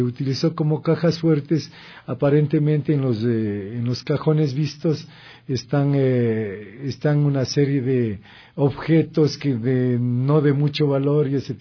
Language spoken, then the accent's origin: Spanish; Machachi, Pichincha, Ecuador; Yo soy de Machachi.